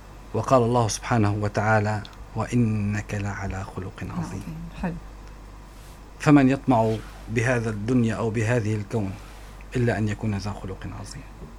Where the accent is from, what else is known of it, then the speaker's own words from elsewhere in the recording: Syria; وكنا دائما كسوريين لا ننظر للإنسان ما هو دينه، إنما ننظر ما هو تعامله